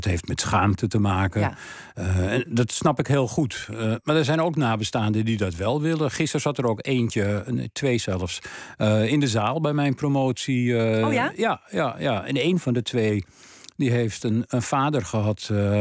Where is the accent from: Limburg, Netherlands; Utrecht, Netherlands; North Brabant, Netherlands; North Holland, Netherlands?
North Holland, Netherlands; Amsterdam; in de straat waar ik ben opgegroeid en waar mijn vader en moeder tijdens de Tweede Wereldoorlog woonden, die woonden in de Wilhelminastraat nummer 83 in Amsterdam. Nou, dat was toen een, wat tegenwoordig een achterstandswijk heet.